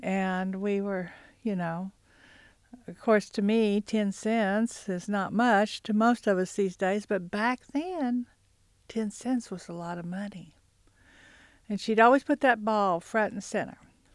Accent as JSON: {"language": "English", "town": "Hulbert", "region": "Oklahoma", "country": "United States", "tie": "born or raised there", "said": "I grew up in Hulbert, which is in the western part of Cherokee County. That's where all of my mother's side of the family lived."}